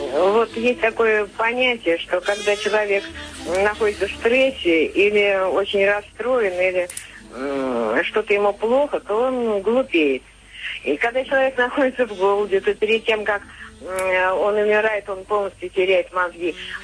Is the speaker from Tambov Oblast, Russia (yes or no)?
yes; Tambov, Tambov Oblast, Russia; Да, я из Тамбова.